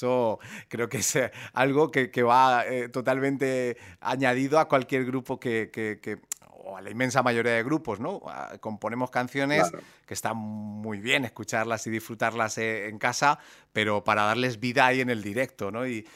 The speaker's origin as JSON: {"language": "Spanish", "town": "Murcia", "region": "Region of Murcia", "country": "Spain", "said": "El hecho de que yo sea de Murcia también, obviamente, pues hace que yo reconozca también el nombre de la banda."}